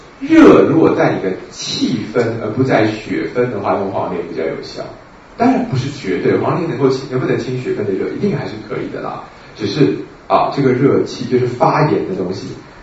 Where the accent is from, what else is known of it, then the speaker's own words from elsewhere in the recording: China; 如果我们中国人画一个老鹰爪子，